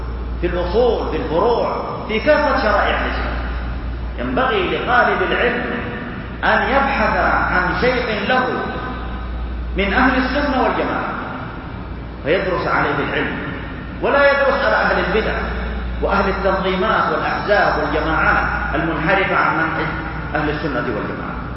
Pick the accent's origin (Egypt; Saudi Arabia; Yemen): Saudi Arabia; ونحمد الله عز وجل أننا في بلدنا المملكة العربية السعودية نعيش هذه الخيرات